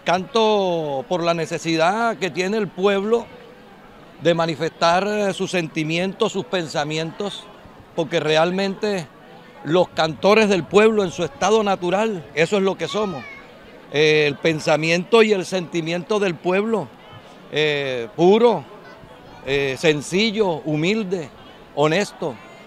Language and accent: Spanish; Colombia; todo lo que tenemos nosotros como colombianos